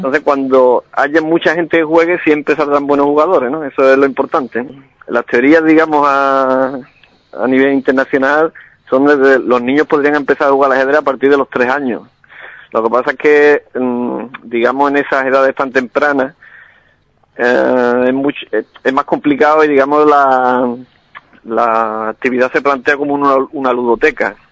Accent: Alcalá, Andalusia, Spain; porque es la que me inculcaron desde pequeño en mi pueblo, ¿no? Alcalá tiene una tradición ajedrecística.

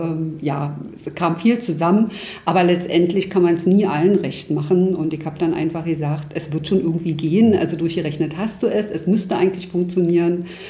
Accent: East Germany, Germany; Ich bin im Osten geboren und aufgewachsen.

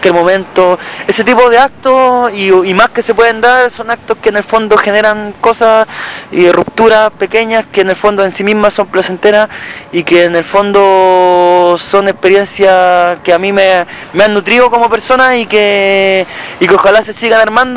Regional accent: Concepción, Biobío, Chile; o sea, yo soy de Conce

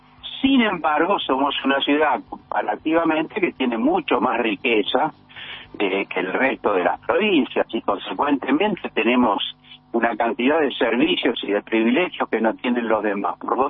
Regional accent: Buenos Aires, Argentina; Nosotros somos, muchos de nosotros, mi caso por lo menos, como muchos de los que escuchan tu programa, somos porteños.

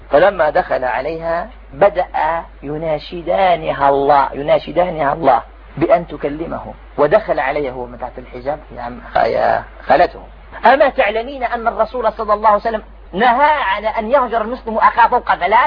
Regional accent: Algeria; كان فيها أنا جزائري كان واحد سوداني

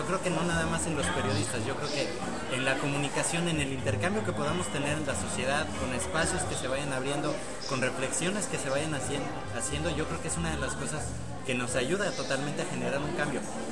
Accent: Mexico City, Mexico; tenía contemplado salir de la ciudad a un viaje a la Ciudad de México, de donde soy

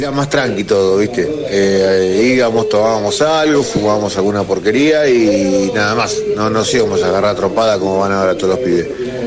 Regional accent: Quilmes, Buenos Aires Province, Argentina; de Quilmes.

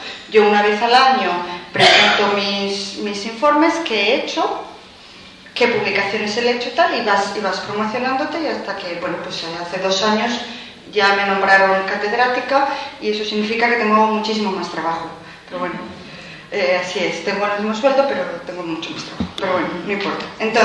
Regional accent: Madrid, Community of Madrid, Spain; also born or lived in Canary Islands; now in Iceland; porque yo soy madrileña, pero Canarias es mi tierra de adopción, la que yo he elegido con el corazón, porque es la que más me gusta, y me fui a vivir allí.

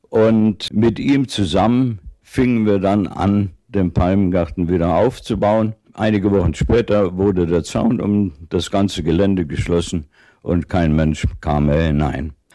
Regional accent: Cologne, North Rhine-Westphalia, Germany; Ich bin in Köln aufgewachsen. Mein Vater war der Gartenbaudirektor von Köln. Der Mann, der die großen Anlagen dort geschaffen hat, den Grüngürtel. Dort bin ich in einem großen Garten aufgewachsen

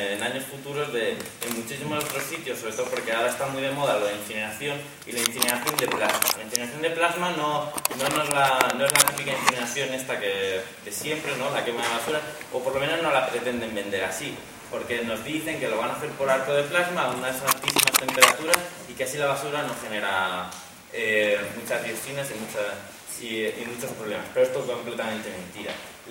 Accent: Community of Madrid, Spain; bueno, soy del sureste de Madrid, una zona que para la gente que no sea, pues de allí, pues una zona de Vegas y que está, digamos, entre la Nacional 2 y la Nacional 3.

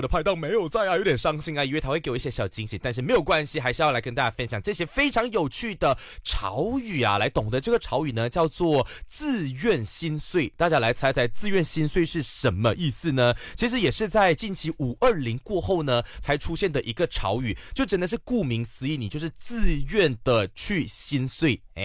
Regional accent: Kuala Lumpur, Malaysia; 因为我像我本身吉隆坡人，我看到的时候我就想说，哈，我就在吉隆坡耶

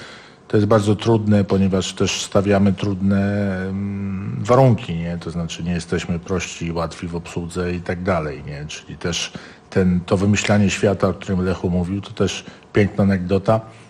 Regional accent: Tarnów, Lesser Poland, Poland; ja się nie chcę wyprowadzać z Tarnowa, bo jakby no jestem tarnowianinem

